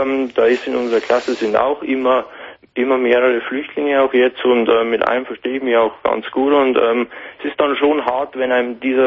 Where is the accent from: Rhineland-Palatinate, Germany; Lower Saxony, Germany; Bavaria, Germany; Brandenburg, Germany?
Bavaria, Germany; aber bei uns natürlich in Bayern kommt eben das Problem hinzu, dass wir eben mit unserem mit unserem Dialekt, genau.